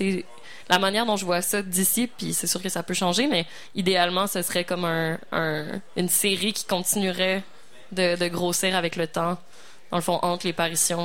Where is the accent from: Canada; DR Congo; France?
Canada; Quebec City, Quebec; Moi, je viens de Québec, donc c'est particulièrement...